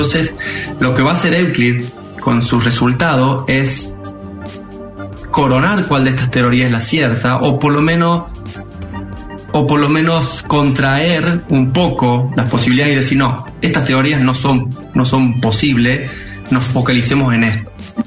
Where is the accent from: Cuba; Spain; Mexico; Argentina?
Argentina; Valle Hermoso, Córdoba; also born or lived in Tucumán; hasta los 6 años viví en Tucumán y de ahí nos mudamos a Valle Hermoso. O sea, yo toda la infancia la hice en Valle Hermoso.